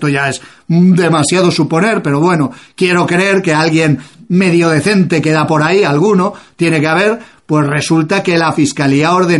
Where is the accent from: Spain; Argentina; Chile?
Spain; lo racistas y lo malos que somos los españoles